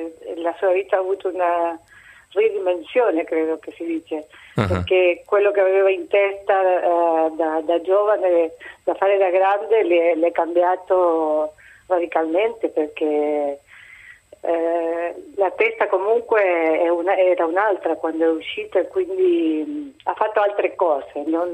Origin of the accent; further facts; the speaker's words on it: Entre Ríos, Argentina; now in Italy; No, sempre nel mio paese, in Entre Ríos, in provincia di Entre Ríos.